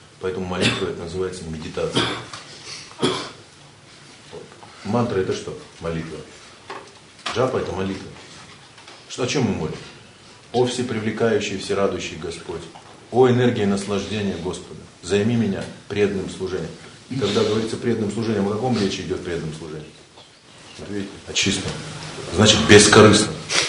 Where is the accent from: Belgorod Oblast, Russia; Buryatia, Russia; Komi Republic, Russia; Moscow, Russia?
Buryatia, Russia; Ulan-Ude; по моей речи очень хорошо можно понять, что я из Улан-Удэ, из СССР, что я коренной житель Сибири.